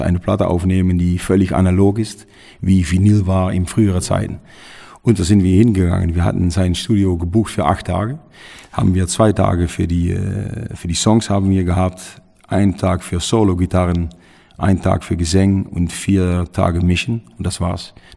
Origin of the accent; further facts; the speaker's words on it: Netherlands; German is a second language; haben wir ein großes Konzert gegeben bei uns in Holland im Tilburg